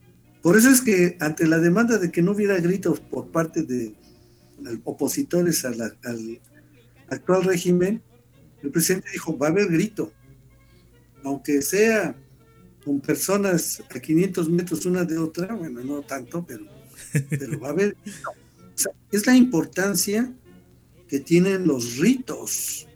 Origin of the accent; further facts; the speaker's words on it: Mexico; la narración que hemos construido de que somos mexicanos, cómo es que somos mexicanos